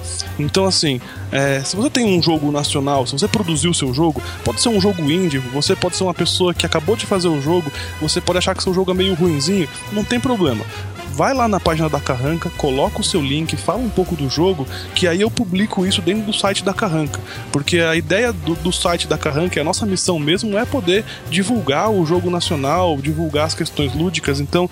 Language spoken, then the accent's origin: Portuguese; Brazil; vamos valorizar o que é nacional porque eu sou brasileiro.